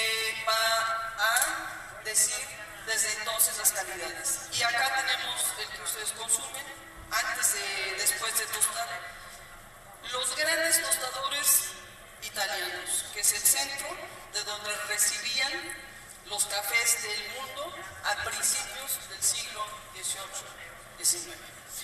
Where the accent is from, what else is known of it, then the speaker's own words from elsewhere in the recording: Huatusco, Veracruz, Mexico; En donde Huatusco, de donde yo vengo, el centro de Veracruz, en ese momento tenía una zona, una comunidad y población